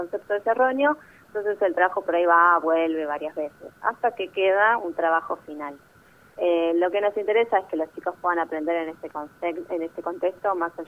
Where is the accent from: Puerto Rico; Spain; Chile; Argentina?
Argentina; Ushuaia, Tierra del Fuego; moved away as an adult; Yo soy nacida y criada en Ushuaia, provincia de Tierra del Fuego, así que de allí hice mi primaria, mi secundaria, jardín, y después a los 18 años me fui a estudiar a Buenos Aires